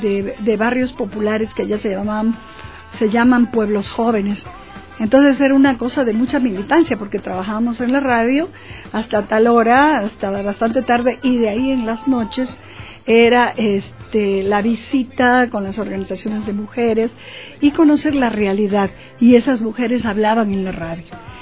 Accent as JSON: {"language": "Spanish", "region": "Amazon", "country": "Peru", "moved": "yes", "lives_now": "Ecuador", "said": "yo soy de Perú, ¿no? Pero hace 20 años que vivo en este hermoso Ecuador, ¿no? Y empecé hace mucho tiempo, pero así bastante tiempo, en la radio, justamente en la Amazonía peruana, porque soy de la Amazonía peruana"}